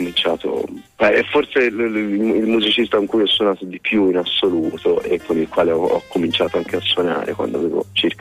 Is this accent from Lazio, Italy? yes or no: no; Florence, Tuscany, Italy; io sono di Firenze